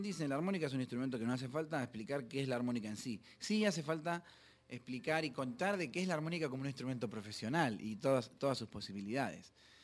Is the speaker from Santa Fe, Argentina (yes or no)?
yes; Rosario, Santa Fe, Argentina; Yo empecé estudiando batería y percusión sinfónico en Rosario, en mi ciudad natal y mi querida ciudad